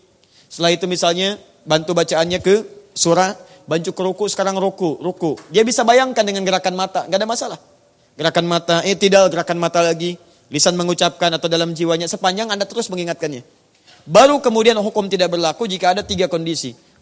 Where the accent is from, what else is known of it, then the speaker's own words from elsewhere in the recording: Surabaya, East Java, Indonesia; born there; now in Jakarta, Indonesia; dari Tanah Kusir. Ya. Lahir di Surabaya, tinggal di Tanah Kusir.